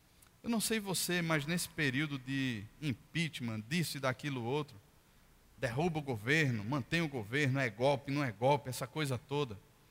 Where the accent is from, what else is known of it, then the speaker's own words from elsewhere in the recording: Brazil; a minha carteira de identidade que diz que eu sou brasileiro